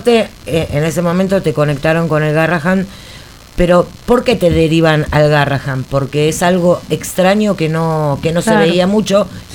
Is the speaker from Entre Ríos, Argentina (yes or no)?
no; Buenos Aires, Argentina; Yo también soy de Barracas, che.